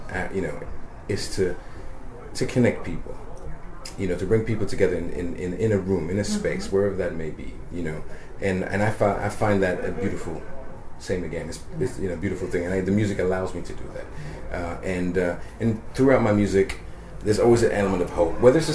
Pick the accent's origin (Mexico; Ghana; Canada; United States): Ghana; born there; now in England; I can say, I was born in Ghana.